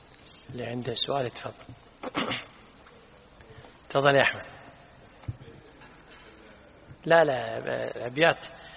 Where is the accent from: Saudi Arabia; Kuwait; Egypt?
Kuwait; نحن عندنا بالكويت لا الحين يقول فلان يتشيطن